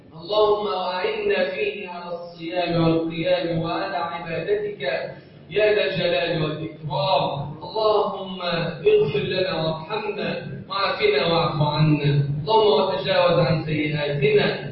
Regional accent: Egypt; اللهم اجعل بلدنا مصر امنا امانا سخاء رخاء وسائر بلاد المسلمين

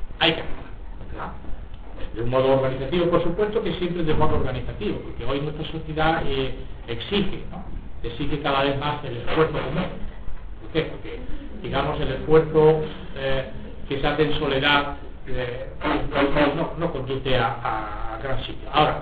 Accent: Extremadura, Spain; Sí, hay extremeño, yo soy extremeño, ¿verdad?

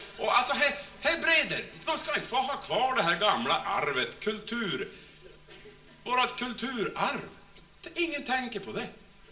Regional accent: Norrland, Sweden; det värsta som vi norrlänningar har blivit utsatta för

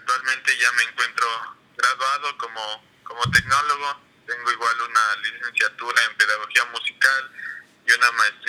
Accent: Quito, Pichincha, Ecuador; Yo soy un violinista quiteño, nací en... tengo actualmente 25 años

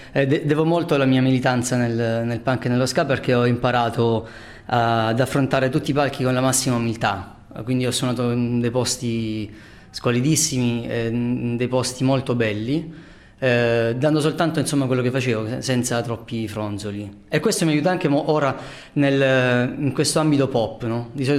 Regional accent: Taranto, Apulia, Italy; per me che sono tarantino

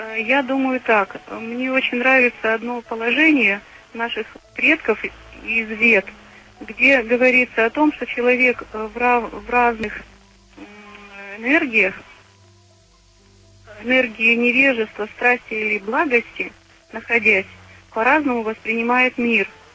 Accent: Nizhny Novgorod, Nizhny Novgorod Oblast, Russia; Я из Нижнего Новгорода.

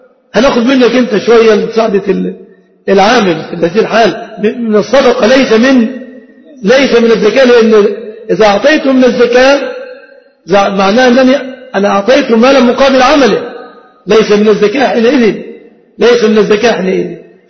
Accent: Egypt

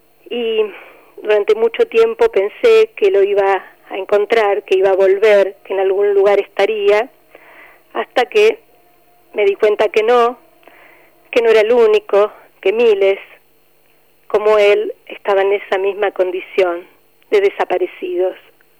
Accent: Buenos Aires, Argentina; Mi hermano era un chico de barrio, nació en Parque Patricios, donde crecimos, donde jugamos, donde fuimos a la escuela.

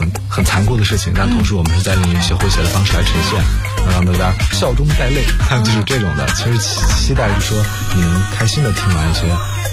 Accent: North China, China; 其实我是北方人，去北方长大、

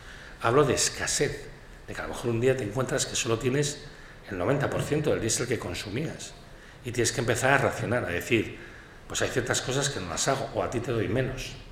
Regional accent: Catalonia, Spain; como yo vengo de Cataluña

